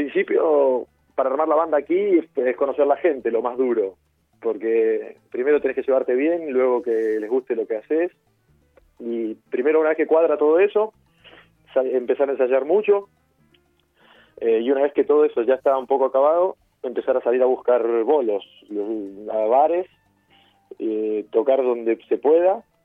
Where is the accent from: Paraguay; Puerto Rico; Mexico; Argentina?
Argentina; Y yo también, que soy argentino.